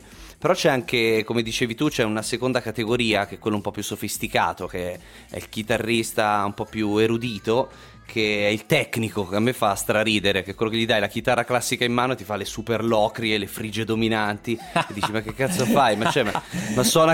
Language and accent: Italian; Ascoli Piceno, Marche, Italy; born there; now in Milan, Italy; sono nato a Ascoli, ma praticamente...